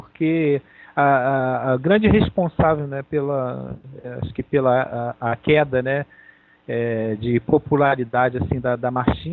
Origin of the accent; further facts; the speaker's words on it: Rio de Janeiro, Brazil; Eu nasci aqui, né, e a minha vida inteira aqui no Rio.